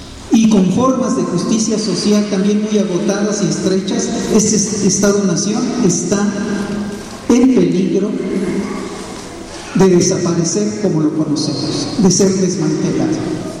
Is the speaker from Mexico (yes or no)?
yes; Mexico; Eso tiene consecuencias fundamentales para nosotros como mexicanos.